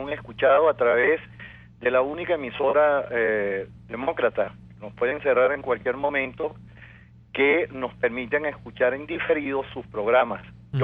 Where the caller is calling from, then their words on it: El Palmar, Bolívar, Venezuela; estoy llamando de lo profundo de la provincia, del estado Bolívar. Y quisiera, pues, hacerle llegar el saludo de este pueblo noble del Palmar